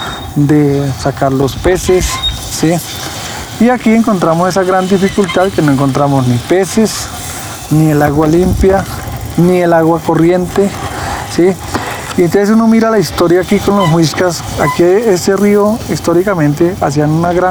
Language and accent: Spanish; Tolima, Colombia; now in Bogotá, Colombia; en el territorio donde nosotros venimos del Tolima, los ríos son limpios.